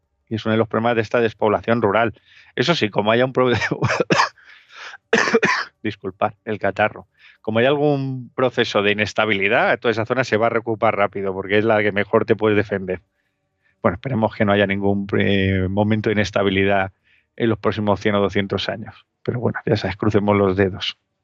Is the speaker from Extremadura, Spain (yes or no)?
yes; Extremadura, Spain; Voy un poco a mi tierra, a Extremadura